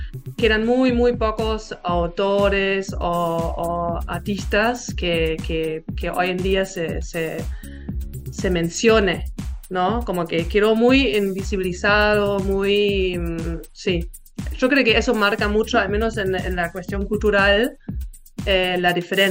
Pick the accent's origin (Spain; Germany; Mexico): Germany; Berlin; Spanish is a second language; yo soy de Berlín, nací en Berlín Oriental y estudié en la Universidad de las Artes en Berlín